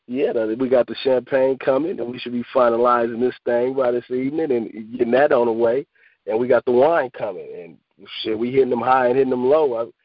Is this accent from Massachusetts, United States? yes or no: no; San Francisco, California, United States; I'm from Hunters Point, Bayview Hunters Point. That's located in San Francisco, California.